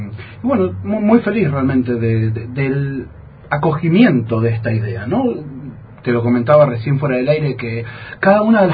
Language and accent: Spanish; Buenos Aires Province, Argentina; Yo en Buenos Aires, de donde soy oriundo, la provincia de Buenos Aires, cerca de la capital federal, también milito